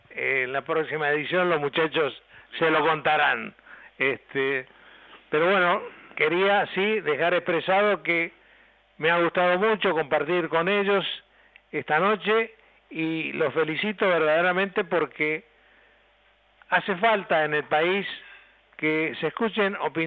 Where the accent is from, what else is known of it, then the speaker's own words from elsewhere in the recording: Argentina; Yo creo que somos todos argentinos